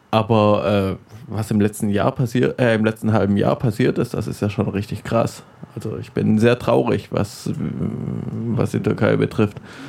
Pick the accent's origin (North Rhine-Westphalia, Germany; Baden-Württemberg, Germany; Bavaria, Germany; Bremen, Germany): Baden-Württemberg, Germany; Ich bin in der Gegend aufgewachsen.